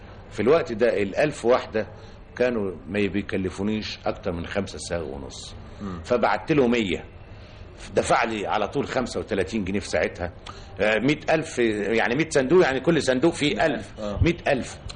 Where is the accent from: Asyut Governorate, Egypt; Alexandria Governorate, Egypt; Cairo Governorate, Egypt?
Cairo Governorate, Egypt; Sayyida Zeinab; born there; أنا من مواليد السيدة زينب